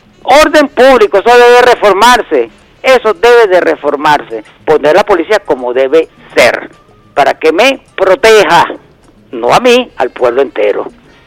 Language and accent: Spanish; Venezuela; Digo nosotros como pueblo, digo nosotros como venezolanos, digo nosotros como el país entero